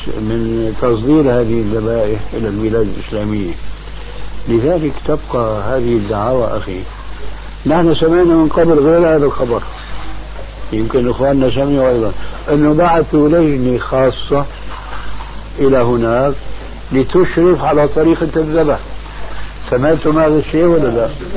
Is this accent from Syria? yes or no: yes; Damascus, Damascus Governorate, Syria; المهم كان عندنا في دمشق